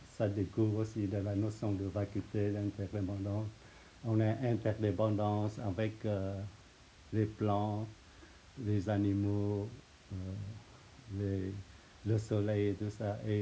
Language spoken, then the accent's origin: French; Vietnam; moi je suis vietnamien, il y a le pays, il y a mes parents, il y a des ancêtres, tout ça.